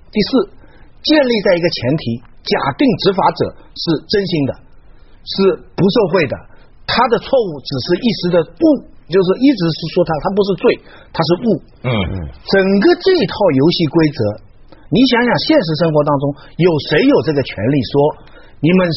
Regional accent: China; 我在这个时候发现我是中国人了。

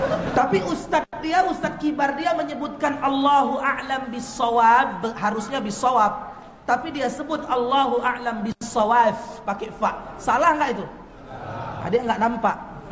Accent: Medan, North Sumatra, Indonesia; Kebetulan saya Bapak Ibu orang Medan, Sumatera Utara, Melayu Deli Serdang. Ah, jadi mirip-mirip lah logat kita yo.

